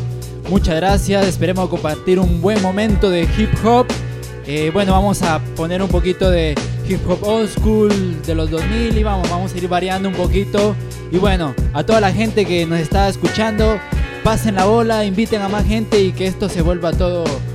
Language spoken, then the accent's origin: Spanish; Guatemala; now in Argentina; En mi país, en Guatemala, existen muchas pandillas